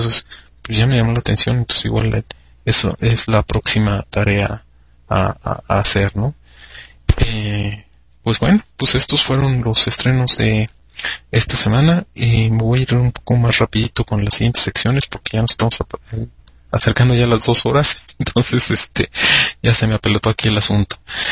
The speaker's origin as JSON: {"language": "Spanish", "country": "Mexico", "said": "Soy más mexicano que nopal, y entonces pues, comí nopales y frijoles, entonces pues mi pronunciación salió con un acento así chido, ¿no?"}